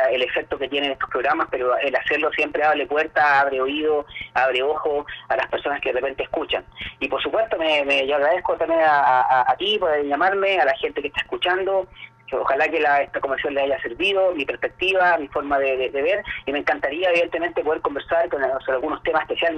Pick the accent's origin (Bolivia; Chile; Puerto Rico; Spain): Chile; qué nos pasa como chilenos en tema de la convivencia